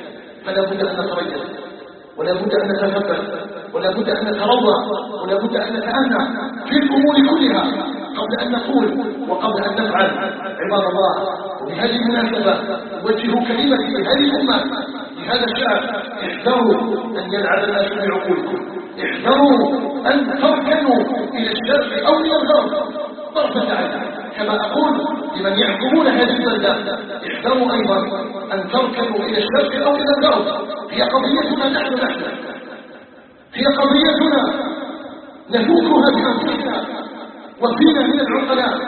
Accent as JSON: {"language": "Arabic", "country": "Algeria", "tie": "born or raised there", "said": "بلدنا الجزائر وما أضرتنا الجزائر. الجزائر قطعة من بلاد الإسلام، فيها نبتنا وعلى حبها أيها الناس نبتنا."}